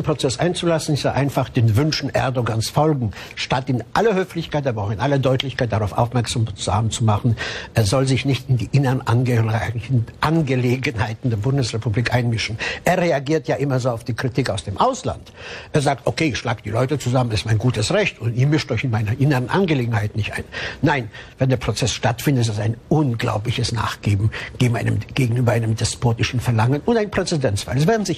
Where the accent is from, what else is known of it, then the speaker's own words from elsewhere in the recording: Cologne, North Rhine-Westphalia, Germany; Ich bin ja in Köln groß geworden